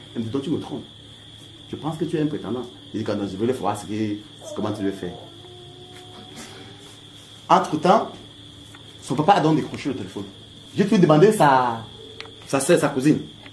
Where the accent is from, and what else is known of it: Douala, Littoral, Cameroon; born there